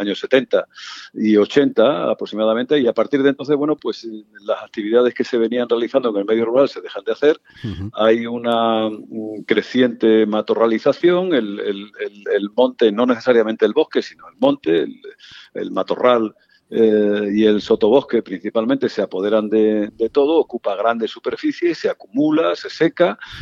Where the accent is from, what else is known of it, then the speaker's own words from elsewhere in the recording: Extremadura, Spain; muy cerca de la frontera de mi tierra, de Extremadura